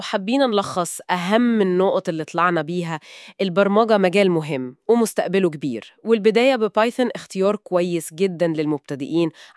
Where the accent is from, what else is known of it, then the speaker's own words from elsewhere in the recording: Egypt; أكاديمية كارتر عندنا في مصر